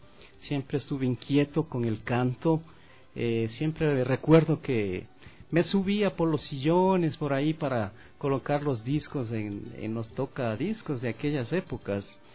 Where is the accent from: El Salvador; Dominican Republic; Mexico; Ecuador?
Ecuador; moved away; estar estos días acá en mi país, en el Ecuador, donde vengo cada año en el mes de octubre